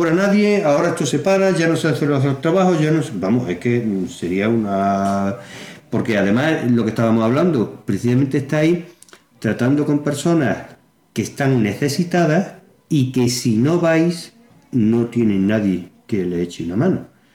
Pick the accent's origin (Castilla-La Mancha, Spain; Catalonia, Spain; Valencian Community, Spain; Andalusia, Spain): Andalusia, Spain; Deifonte; mi pueblo, en Deifonte.